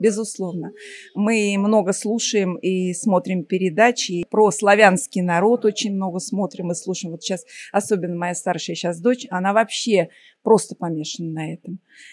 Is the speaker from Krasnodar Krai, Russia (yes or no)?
no; Moscow, Russia; Из Москвы.